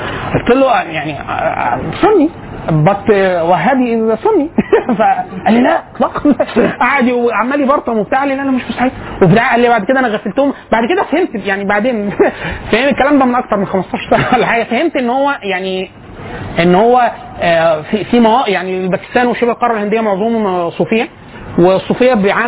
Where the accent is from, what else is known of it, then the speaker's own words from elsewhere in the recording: Egypt; قال لي انت منين؟ فقلت له انا من مصر.